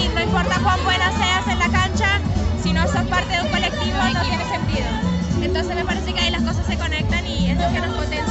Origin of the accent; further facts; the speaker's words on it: Bogotá, Colombia; now in Argentina; De Colombia, Bogotá. Hace 13 años que estoy acá.